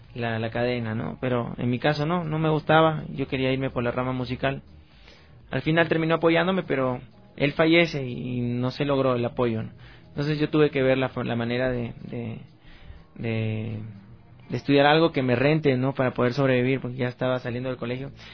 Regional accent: Peru; moved away; Y yo soy peruano, nací en Perú y he vivido prácticamente mi niñez, mi pubertad, mi adolescencia. Cociné también allá y ahora estoy viajando.

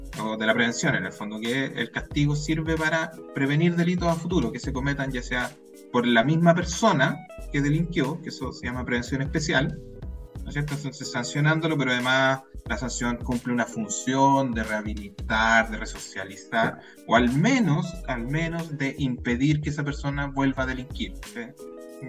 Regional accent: Peñaflor, Santiago Metropolitan Region, Chile; Yo soy nacido y criado en Peñaflor, entonces, 44 años

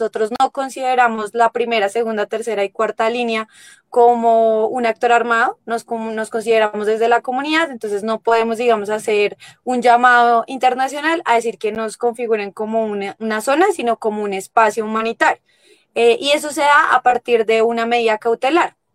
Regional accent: Bogotá, Colombia; vengo, pues soy de Bogotá, nosotros estamos ubicados al suroccidente de Bogotá, en una localidad que se llama Kennedy, pero colinda con otra localidad del sur que se llama Bosa.

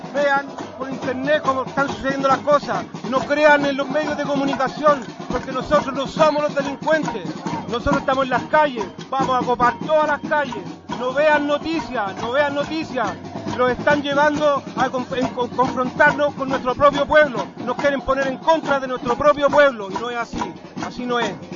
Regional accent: Chile; Estoy orgulloso de mi pueblo, orgulloso de mi población, de mi comuna y de todo el pueblo de Chile.

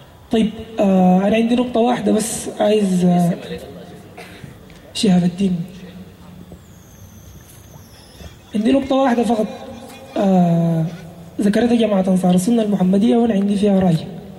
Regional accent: Sudan; كون أنا مواطن سوداني موجود داخل الدولة السودانية وأحمل الجنسية

